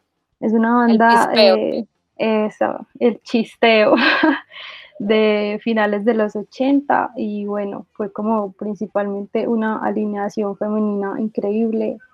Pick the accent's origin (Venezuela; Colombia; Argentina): Colombia; Manizales, Caldas; Pues yo soy de acá, de Manizales, una ciudad en donde realmente no pasan muchas cosas